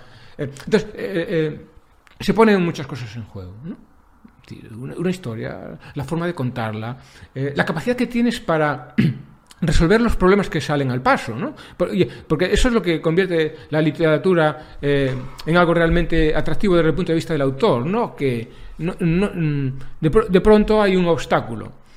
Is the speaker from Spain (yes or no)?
yes; Galicia, Spain; soy escritor español, gallego